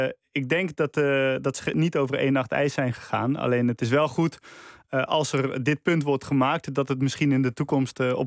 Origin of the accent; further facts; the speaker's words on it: Breda, North Brabant, Netherlands; Je weet, ik ben opgegroeid in Breda.